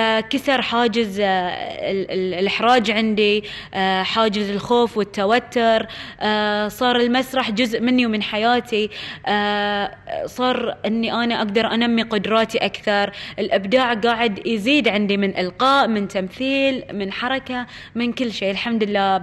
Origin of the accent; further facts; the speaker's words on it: Bahrain; من جهة وزارة التربية والتعليم عندنا في البحرين